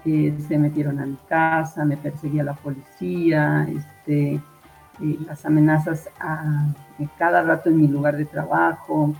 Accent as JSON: {"language": "Spanish", "region": "Colima", "country": "Mexico", "moved": "as an adult", "said": "Yo, de hecho, soy desplazada de Colima, del estado de Colima"}